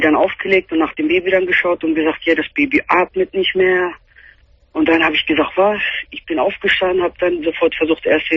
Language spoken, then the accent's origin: German; Philippines; German is a second language; Ich komme aus den Philippinen.